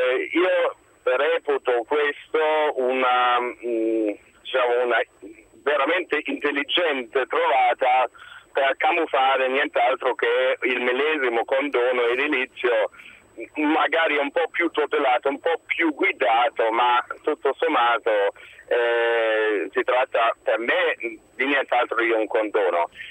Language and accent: Italian; Germany; Italian is a second language; now in Rome, Italy; Io sono tedesco, vivo in Italia da 12 anni, sono laureato in pianificazione territoriale in Germania